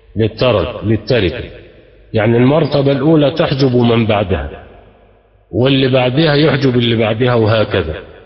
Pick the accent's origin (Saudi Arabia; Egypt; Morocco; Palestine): Egypt; اللي احنا بنسميه في عندنا في مصر نسيبنا